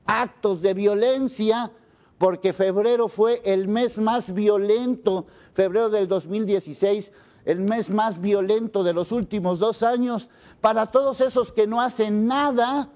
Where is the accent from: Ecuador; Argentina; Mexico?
Mexico; a lo mejor somos indecentes los mexicanos